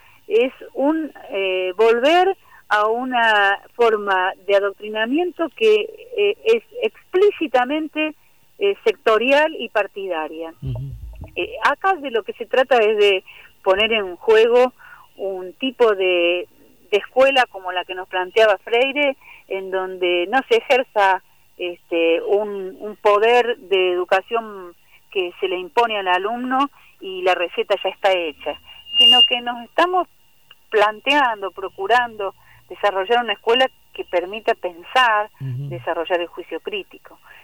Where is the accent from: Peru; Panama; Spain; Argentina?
Argentina; Buenos Aires; porque soy de la Ciudad de Buenos Aires, de provincia, trabajo en las dos partes